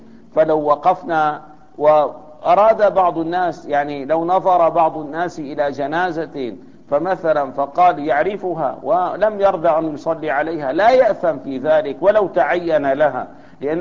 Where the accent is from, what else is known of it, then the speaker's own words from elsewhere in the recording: Syria; يعني عندنا الآن مثلا في سوريا